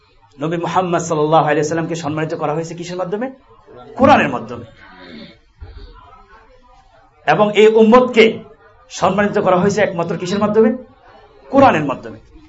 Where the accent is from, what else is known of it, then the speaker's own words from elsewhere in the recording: Noakhali, Chittagong Division, Bangladesh; আমার দেশের বাড়ি নোয়াখালী